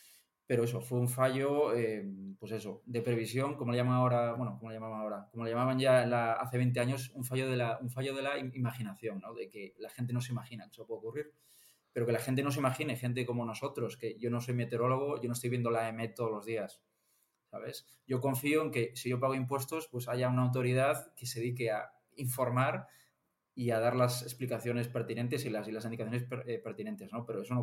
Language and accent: Spanish; Galicia, Spain; Repito que soy gallego, con lo cual para mí la lluvia es algo bastante, bastante común